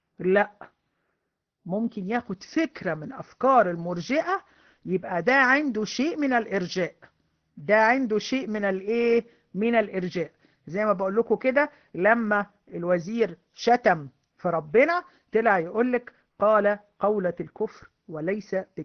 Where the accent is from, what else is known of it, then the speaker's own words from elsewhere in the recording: Egypt; اللي هو عندنا في مصر بيقول لعنة الدين